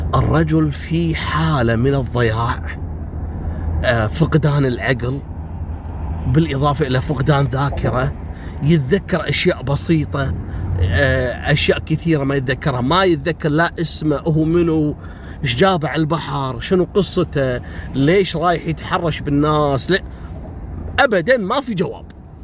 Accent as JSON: {"language": "Arabic", "country": "Kuwait", "said": "حصلت عندنا في الكويت في سنة 77."}